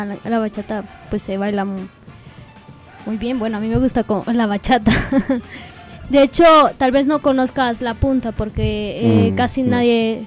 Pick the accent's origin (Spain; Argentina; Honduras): Honduras; porque allá en mi país nos gusta muchísimo bailar